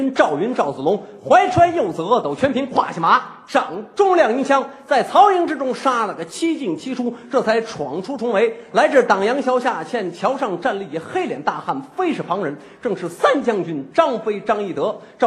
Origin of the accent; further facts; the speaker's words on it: Ningxia, China; 您这个吆喝不是我们宁夏的吆喝